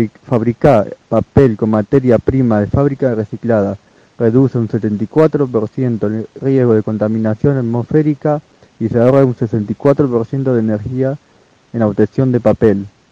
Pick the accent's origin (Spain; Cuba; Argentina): Argentina; Junín, Buenos Aires Province; de 27 años, soy de Junín.